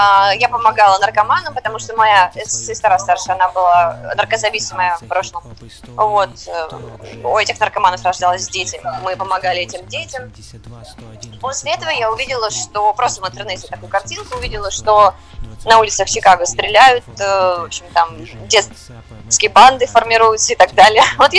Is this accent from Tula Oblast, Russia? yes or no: no; Moscow, Russia; now in Uganda; Да-да-да, я из России, я из Москвы.